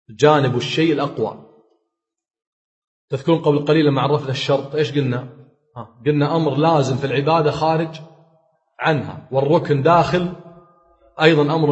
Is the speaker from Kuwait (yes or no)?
yes; Kuwait; حنا نقول عندنا بالكويت يتلوى،